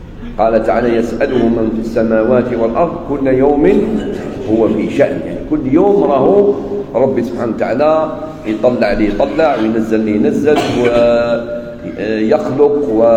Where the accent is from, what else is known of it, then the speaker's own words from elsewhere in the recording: Algeria; احنا عندنا في الجزائر والمغرب تونس في الغالب كي نقولوا صلاة الفجر نقصدوا بها السنة